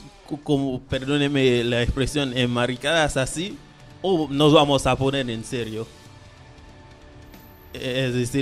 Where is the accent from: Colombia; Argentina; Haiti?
Haiti; Spanish is a second language; las cosas que pasan en mi país. La pelea es igual. Ahí es un país hermoso, Haití